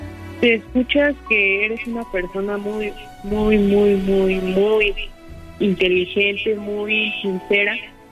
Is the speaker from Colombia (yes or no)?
no; Mexico City, Mexico; Sí, somos de la Ciudad de México.